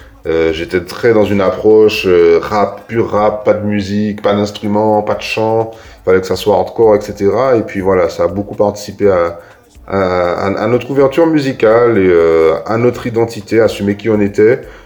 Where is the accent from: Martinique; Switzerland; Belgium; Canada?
Martinique; Ducos; qu'on vient pas de, on vient de Ducos. Et à Ducos, on vient pas des pires coins, on vient pas du ghetto